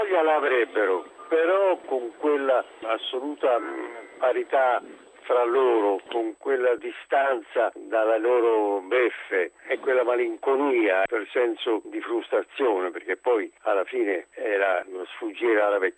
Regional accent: Tuscany, Italy; perché io sono toscano

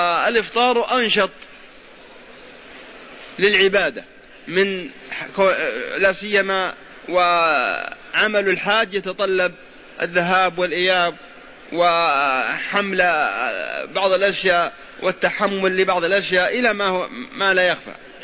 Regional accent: Al-Qassim, Saudi Arabia; نذكر أن السوق عندنا في القصيم

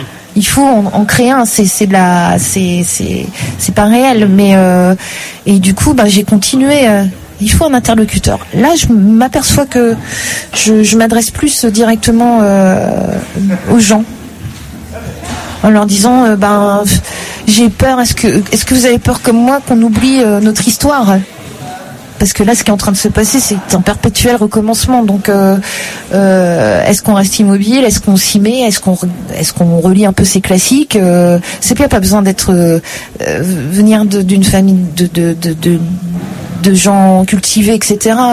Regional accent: Hauts-de-France, France; je parle de brique parce que je viens du Nord

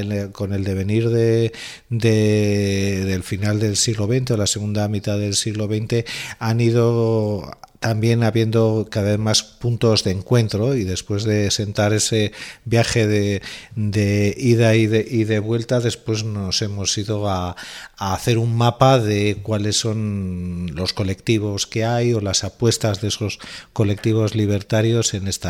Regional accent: Bilbao, Basque Country, Spain; Yo vengo de la ciudad de Bilbao, donde hay una realidad concreta.

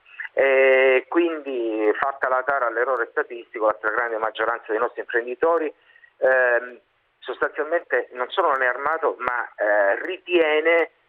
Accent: Reggio Calabria, Calabria, Italy; Io sono di Reggio Calabria

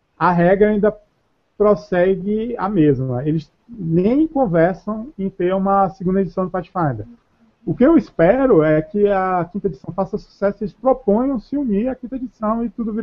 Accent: Salvador, Bahia, Brazil; Eu, como soteropolitano da Bahia, toda essa mistura de culturas, eu gosto bastante

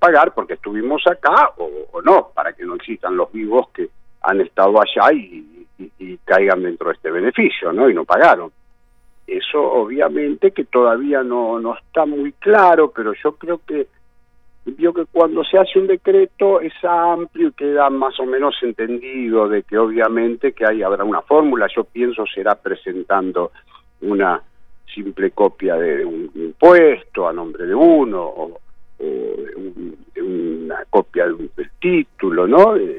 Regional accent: Argentina; yo soy argentino nacionalista, adoro mi país y lo quiero

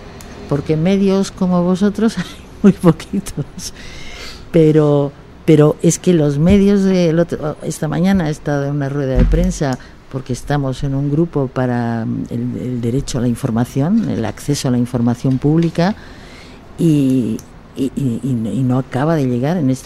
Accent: Bolivia; yo soy boliviana

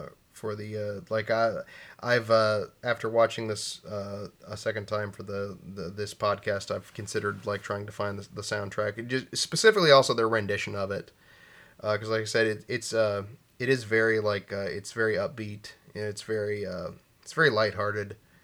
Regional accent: United States; Feel as an American, I should probably know that, but I didn't.

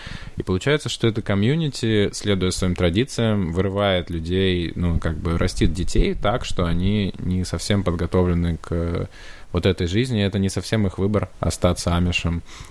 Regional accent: Kursk, Kursk Oblast, Russia; now in United States; когда я родился в Курске и жил на Волокно, и меня там били гопники каждый день на остановке

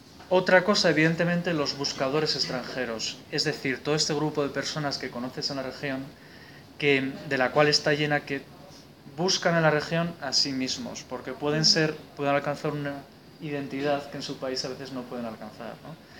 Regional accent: Spain; ¿qué está pasando en mi país, ¿no? Esta España que dices, la España hundida, ¿no?

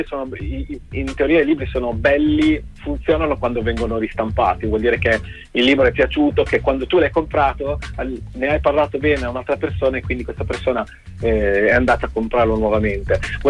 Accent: Pesaro, Marche, Italy; E sono di Pesaro e il nostro mare ha quella è veramente strano, perché è profondo

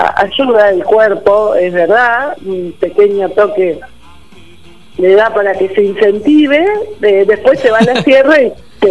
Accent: Tandil, Buenos Aires Province, Argentina; Soy de Tandil y nunca recargué energía.

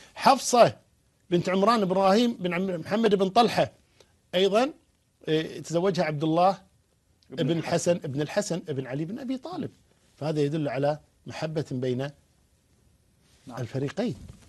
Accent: Kuwait; عندنا في الكويت

